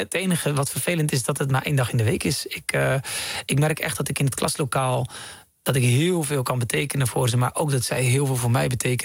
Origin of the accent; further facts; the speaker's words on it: Netherlands; born there; Ik ben in Nederland geboren, maar ik kom uit een gezin van 11.